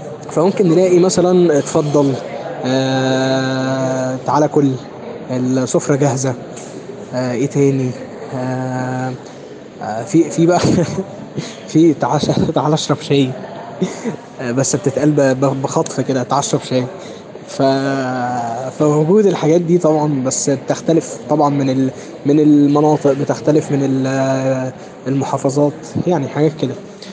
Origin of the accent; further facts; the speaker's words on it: Egypt; الاكل عندنا في مصر مهم جدا يا جماعه